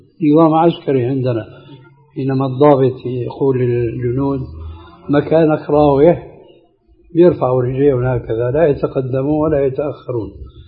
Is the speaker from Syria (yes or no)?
yes; Syria; بعضهم قد جربوا الحياة البرلمانية سنين طويلة قديما عندنا في سوريا